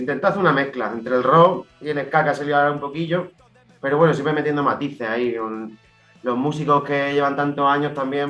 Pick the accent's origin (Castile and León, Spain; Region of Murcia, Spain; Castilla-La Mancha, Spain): Region of Murcia, Spain; Yecla; Nosotros somos de Yecla.